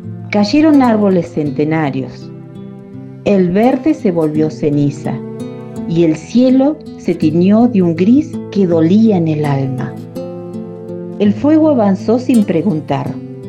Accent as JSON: {"language": "Spanish", "region": "Patagonia", "country": "Argentina", "said": "soy de la Patagonia y soy escritora."}